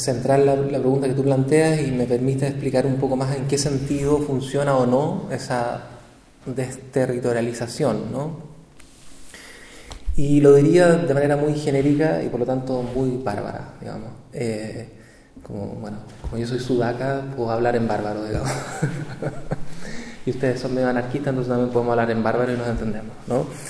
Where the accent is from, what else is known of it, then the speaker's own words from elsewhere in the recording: Chile; el caso nuestro, que nosotros somos chilenos, es más probable que nosotros seamos acusados de terrorista que un ciudadano europeo, por ejemplo. Bueno, yo no sé si tiene ciudadanía europea, pero yo no.